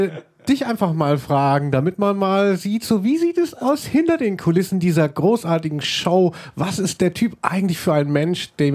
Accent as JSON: {"language": "German", "region": "Hesse", "country": "Germany", "said": "Ja, ich komme eigentlich aus Südhessen"}